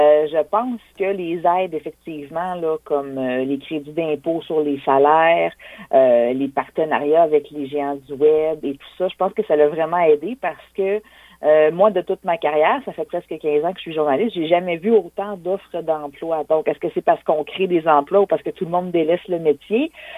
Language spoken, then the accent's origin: French; Quebec City, Quebec, Canada; Moi, je suis originaire de la région de Québec, de la ville de Québec, en fait.